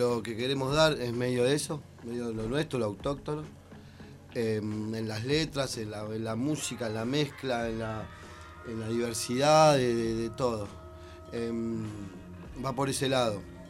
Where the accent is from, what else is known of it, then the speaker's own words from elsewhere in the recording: Ensenada, Buenos Aires Province, Argentina; Bueno, somos de Ensenada, Ensenada y Punta Lara.